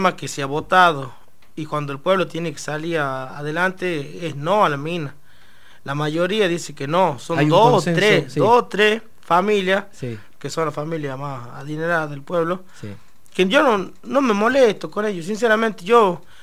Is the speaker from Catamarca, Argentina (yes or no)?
yes; Andalgalá, Catamarca, Argentina; moved away; yo me tengo que venir de Andalgalá para ser profesional, para buscar un futuro, ¿me entendés? Y yo mismo me estoy pagando el edificio porque es de mi tierra